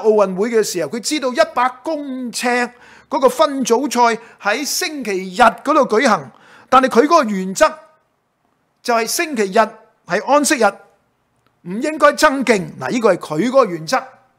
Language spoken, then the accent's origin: Cantonese; Hong Kong; 我们在香港大的呢，我们都明白，我相信甚至都不只是香港了